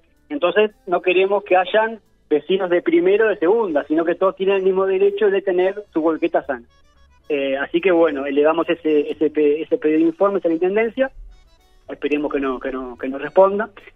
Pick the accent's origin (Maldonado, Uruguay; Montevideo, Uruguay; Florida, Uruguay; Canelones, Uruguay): Maldonado, Uruguay; Piriápolis; más allá de que nosotros somos de Piriápolis o zona oeste